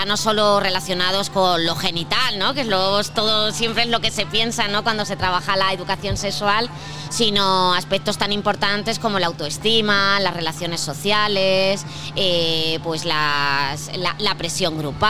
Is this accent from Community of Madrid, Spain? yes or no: yes; Alcalá de Henares, Community of Madrid, Spain; principalmente trabajamos en Alcalá de Henares, ¿no? Porque, bueno, pues somos de aquí, somos del barrio, ¿no?